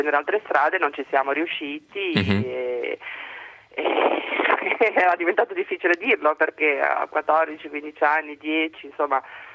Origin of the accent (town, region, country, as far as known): Genoa, Liguria, Italy